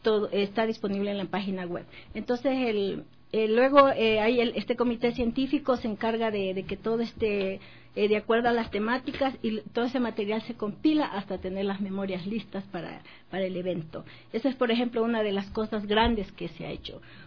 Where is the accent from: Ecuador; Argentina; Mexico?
Ecuador; con gran orgullo lo digo, como toda ecuatoriana que soy